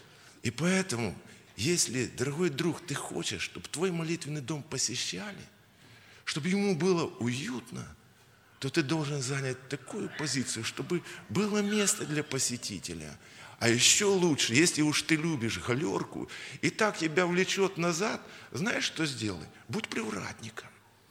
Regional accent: Kyiv, Ukraine; я киевлянин.

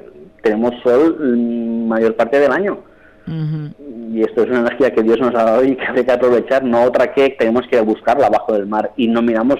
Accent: Mataró, Catalonia, Spain; born there; now in Ibiza, Spain; Yo soy nacido en Barcelona, en Mataró, y me siento ibicenco como que ha nacido aquí. De hecho, tengo dos hijos nacidos aquí en Ibiza.

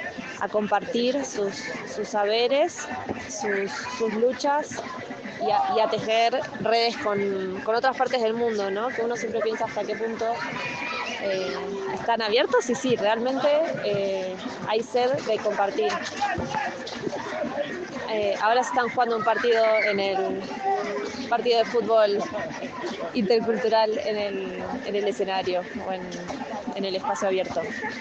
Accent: Argentina; tengo 30 años, soy de Argentina y justo me tuve la suerte de estar en México

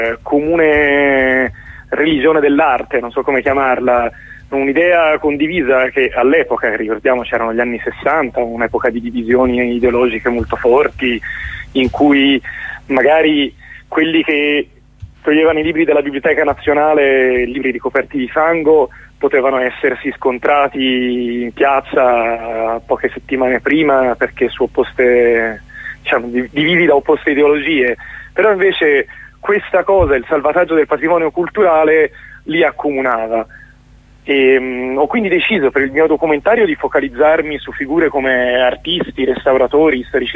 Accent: Florence, Tuscany, Italy; Io sono fiorentino, ho iniziato a incuriosirmi a queste figure dei cosiddetti angeli del fango, un'espressione che crescendo a Firenze avevo trovato sempre un po' agiografica

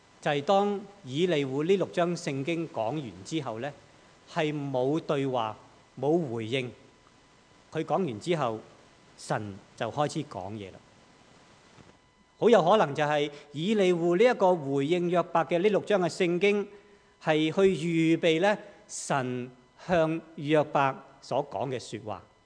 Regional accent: China; 但是好像我们中国人所说的、我们要悬崖勒马这样

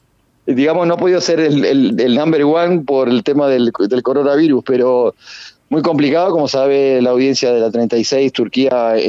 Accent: Uruguay; pero como soy uruguayo

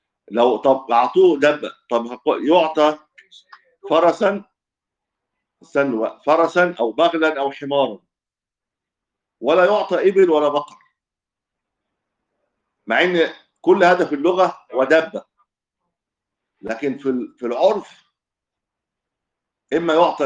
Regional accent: Egypt; لان الدب عندنا في مصر يطلع الحمار

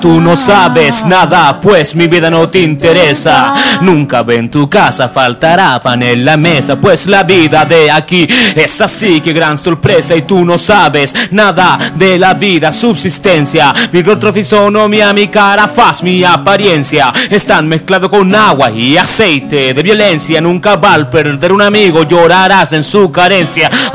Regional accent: Puente Alto, Santiago Metropolitan, Chile; los demás somos todos oriundos acá de la comuna. …, Villa del Refugio, Bajo de Mena.

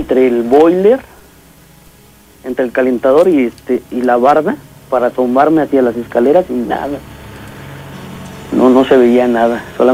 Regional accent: Veracruz, Mexico; Y te digo que somos originarios de Veracruz, ¿no?

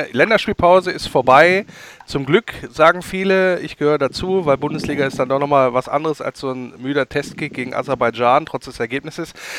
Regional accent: Wolfsburg, Lower Saxony, Germany; born there; moved away; Beide gebürtige Wolfsburger, die es dann rausgezogen hat in die Fremde.

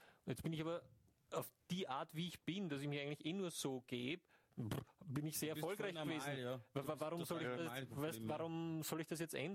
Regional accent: Ireland; Aus Irland.

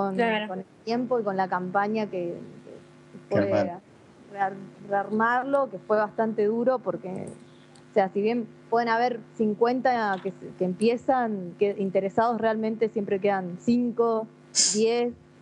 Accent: Rawson, Chubut, Argentina; soy de Rawson, en realidad, oriunda de Rawson. Estuve en el Interac Rawson, ahí me inicié en esto, a los 13, 14 años, sí, por ahí, hasta los 18 años.

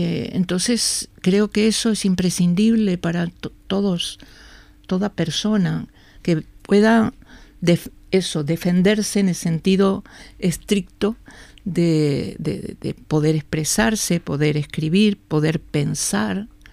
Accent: Montevideo, Uruguay; yo soy del Prado, vivía con mis padres y un hermano en la calle, Camino Castro se llamaba, Castro y Millán, o sea, casi enfrente de lo que se llegó a llamar el Prado Chico.

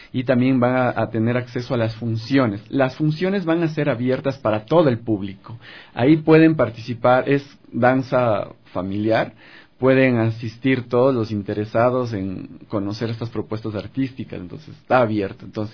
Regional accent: Ambato, Tungurahua, Ecuador; En Ambato. Yo soy de Ambato

